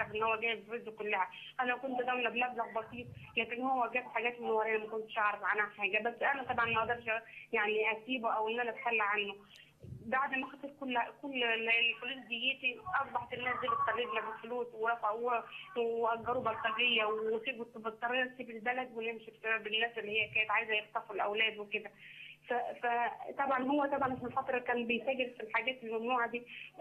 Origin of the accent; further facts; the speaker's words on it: Cairo, Cairo Governorate, Egypt; لا لا أنا من القاهرة